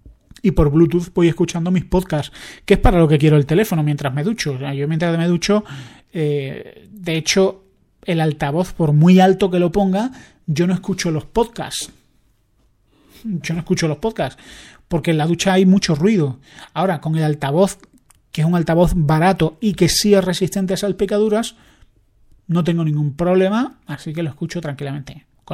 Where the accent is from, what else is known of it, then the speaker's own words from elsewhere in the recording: Andalusia, Spain; Yo que soy andaluz, voy siempre con la idea de que me van a robar.